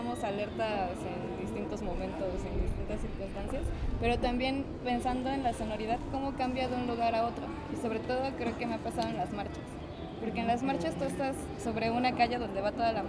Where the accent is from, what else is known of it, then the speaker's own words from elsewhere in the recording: Iztapalapa, Mexico City, Mexico; yo que soy de Iztapalapa también es como un poco distante